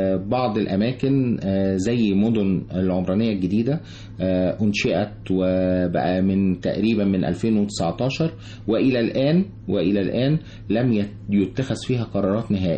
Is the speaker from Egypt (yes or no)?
yes; Egypt; أنا مواطن مصري ذو خبرة في مجال معين